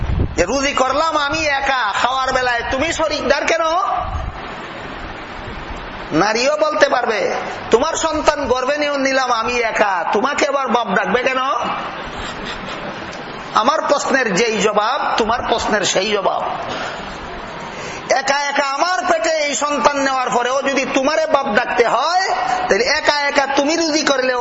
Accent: Sylhet Division, Bangladesh; accent: Sylheti; আর আমরা সিলেটি ভাষায় কয় বিয়া হল নির্জাত

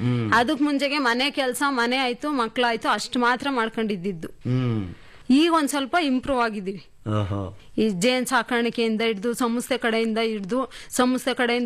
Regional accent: Maknalli, Karnataka, India; now in Manchikenahalli, India; ನಾನು ಓದಿರೋದು 7th. ನಮ್ಮೂರು ಮಾಕ್ನಳ್ಳಿ.

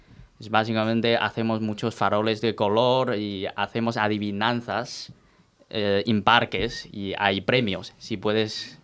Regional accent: Beijing, China; yo soy de Pekín. Puedo decir para la gente de Pekín.

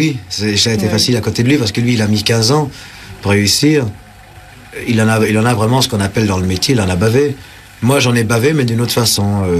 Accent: Paris, Île-de-France, France; puisque je suis né à Pigalle.

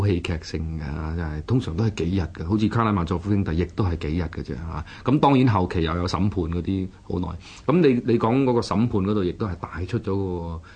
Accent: China; 嘅意義喺我哋中國人嚟講，或者東方唔係咁緊要

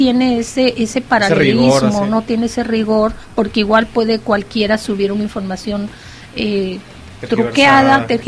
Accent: Mexico; qué tanto hacemos cada uno de nosotros realmente como mexicanos, que estamos muy fallones

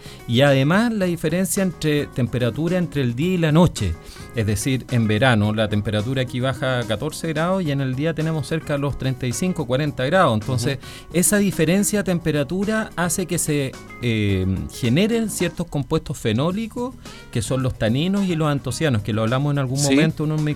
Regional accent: Chile; no solamente porque somos chilenos, sino porque este valle tiene características muy diferenciables respecto a otros valles.

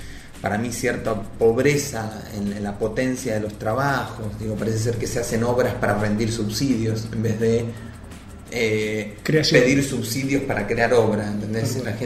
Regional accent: Neuquén, Argentina; Yo no soy de Buenos Aires igual, o sea, soy de Neuquén capital y no soy del centro. Soy de un barrio bien periférico de Neuquén, donde hice jardín, primaria y secundaria, en ese barrio ahí, en el barrio San Lorenzo. Bien conocido en Neuquén.

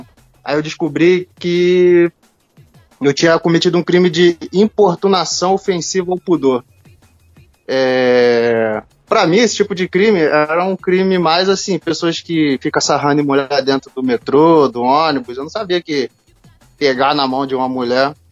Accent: Rio de Janeiro, Brazil; Coisa de carioca mesmo. Eu sou do Rio.

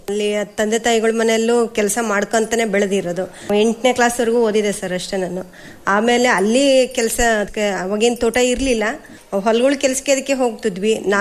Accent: Guddalli, Karnataka, India; ನಮ್ದು ಇದು ಗುಡ್ಡಳ್ಳಿನೇ ಸರ್, ಪಕ್ಕದ ಮನೆಯಲ್ಲೇ ಆಗಿರೋದು. ಅವಾಗ ಹತ್ತಿ, ಶೇಂಗಾ, ಜೋಳ ಈ ತರ ಎಲ್ಲ ಬೆಳೀತದೆ ಸರ್.

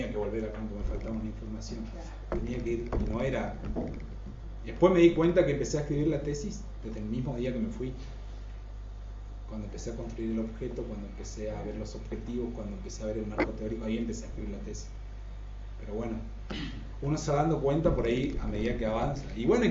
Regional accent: Jardín América, Misiones, Argentina; porque soy de Jardín América y mis padres y mis abuelos fueron socios productores de la cooperativa.

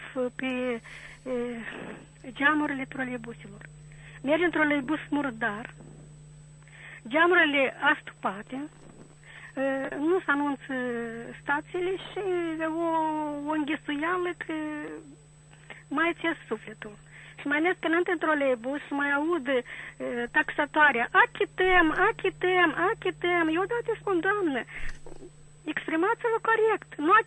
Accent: Chișinău, Moldova; sunt din Chișinău.

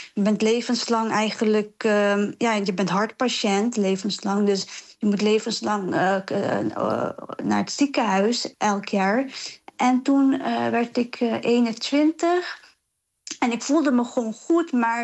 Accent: Dordrecht, South Holland, Netherlands; born there; Ik werd dus geboren in Dordrecht

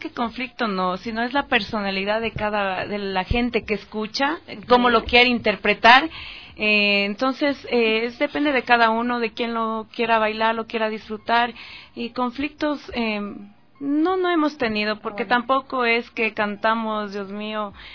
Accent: Ecuador; porque yo creo que como un ecuatoriano debería conocer lo que es la música ecuatoriana

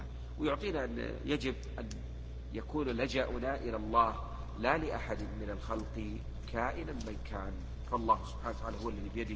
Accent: Egypt; فالمرأة تلبس ما يسمى عندنا في مصر بالمعصم

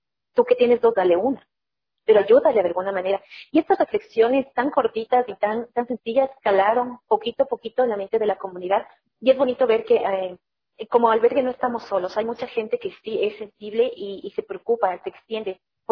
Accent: Ecuador; Como país, la pandemia, nosotros como ecuatorianos realmente nos ha dejado grandes lecciones de vida.

